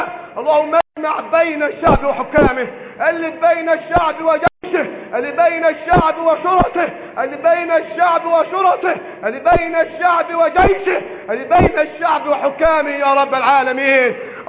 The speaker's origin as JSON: {"language": "Arabic", "country": "Egypt", "said": "اللهم احفظ بلدنا مصر من الفتن ما ظهر منها وما بطن"}